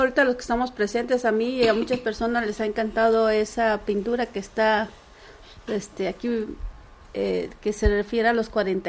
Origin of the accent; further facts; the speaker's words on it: Cuernavaca, Morelos, Mexico; yo soy de Cuernavaca, Morelos